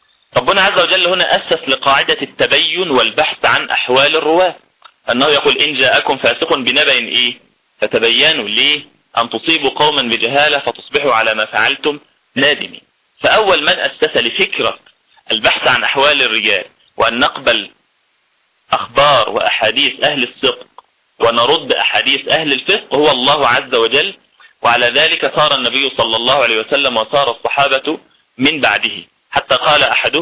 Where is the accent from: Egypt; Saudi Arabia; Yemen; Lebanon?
Egypt; في مثال عندنا في مصر بنضربه لتقريب مسائل المصطلح كلها